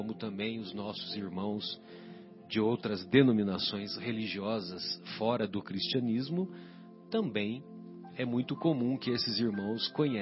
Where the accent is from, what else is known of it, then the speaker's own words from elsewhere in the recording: São José do Rio Pardo, São Paulo, Brazil; Como eu sou de São José do Rio Pardo